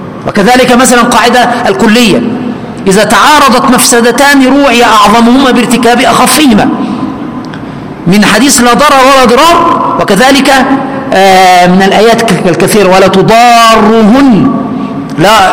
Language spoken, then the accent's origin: Arabic; Egypt; وكان الوزغ اللي بنسميه عندنا في مصر البرص كان ينفخ فيها